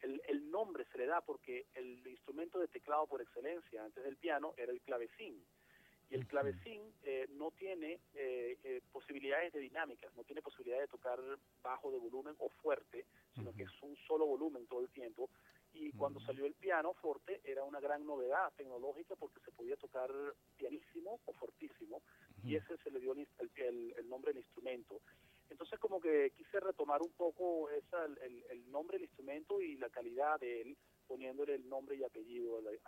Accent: Venezuela; aquí feliz de estar aquí en mi país otra vez.

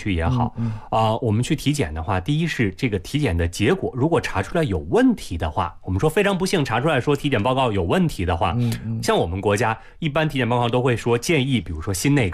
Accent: China

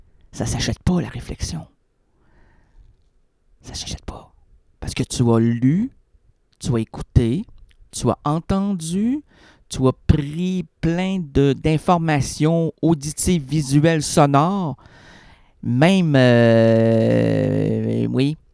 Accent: Quebec, Canada; Déjà là, moi, je suis un Québécois, je peux comprendre la balloune.

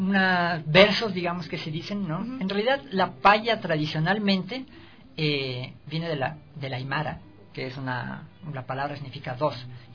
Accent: Chile; now in Ecuador; nosotros como organización, que somos chilenos en Ecuador

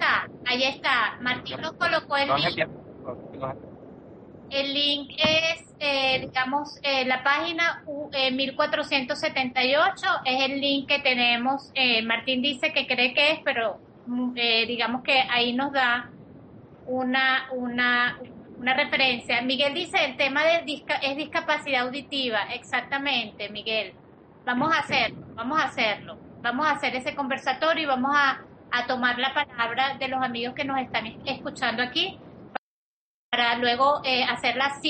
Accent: Venezuela; muchos somos venezolanos, es decir, venezolanos que parece que con esta cosa de ser abiertos, de ser espontáneos

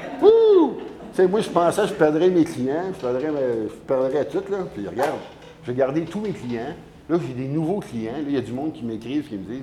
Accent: Quebec, Canada; ils ont dit, comme je viens du Québec

